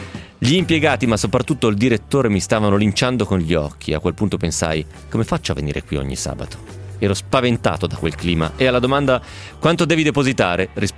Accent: Carbonara di Bari, Apulia, Italy; nel mio paese, Carbonara di Bari.

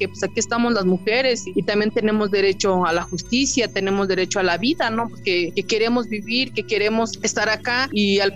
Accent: Santiago Mezquititlán, Querétaro, Mexico; a nuestra comunidad, de donde yo soy originaria, de Santiago Mezquititlán

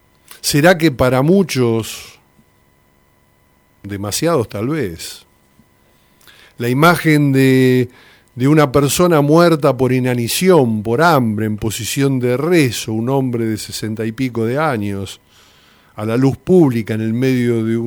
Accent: Argentina; y no solamente por lo que nos sucede a nosotros como argentinos

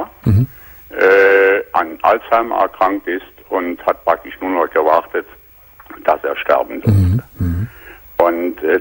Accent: Aachen, North Rhine-Westphalia, Germany; Ich melde mich zwar aus Franken, aber ich bin ein Rheinländer und komme aus Aachen.

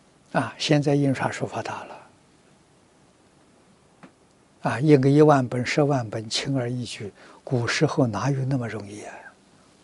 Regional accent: Fujian, China; 我小时候住福建，福建人很喜欢，很喜欢搞这个

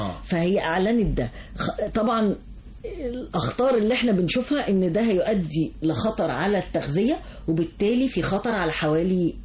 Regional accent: Egypt; الانسان لازم فعلا كمصريين طبعا احنا احنا طبعا كشعب مصري

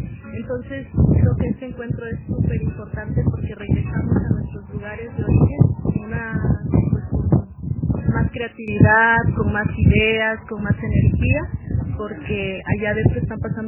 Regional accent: Oaxaca, Mexico; soy de Oaxaca, del estado de Oaxaca, México, una región zapoteca del Istmo de Tehuantepec.

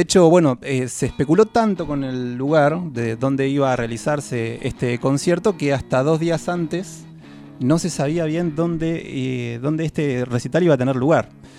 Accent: Bahía Blanca, Buenos Aires Province, Argentina; yo soy de Bahía Blanca. Bahía Blanca tiene 400.000 habitantes, digamos.

